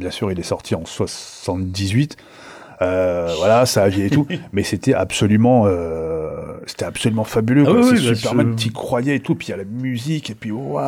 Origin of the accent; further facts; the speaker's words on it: France; also born or lived in Algeria; je suis né en Algérie, j'ai toujours vécu en France